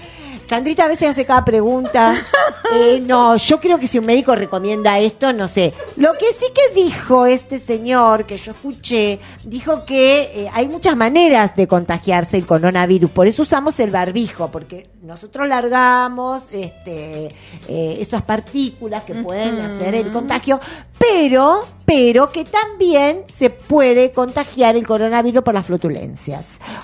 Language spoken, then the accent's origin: Spanish; Argentina; Primero somos argentinos.